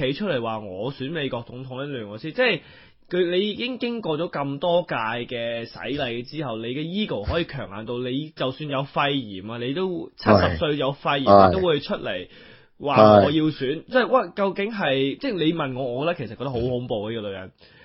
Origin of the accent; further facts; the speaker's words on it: Australia; 咁我哋今日都 predict 咗少少呢啲即係我哋澳洲人啦